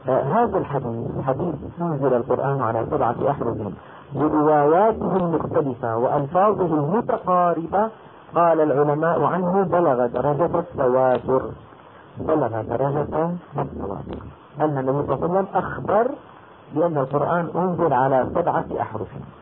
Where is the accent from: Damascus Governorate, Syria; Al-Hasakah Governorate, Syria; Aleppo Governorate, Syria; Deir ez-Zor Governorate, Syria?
Damascus Governorate, Syria; Damascus; يعني هلأ مثلا أنا دمشقي شامي